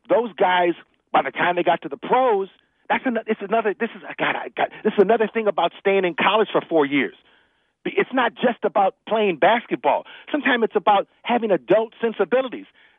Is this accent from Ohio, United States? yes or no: yes; Cleveland, Ohio, United States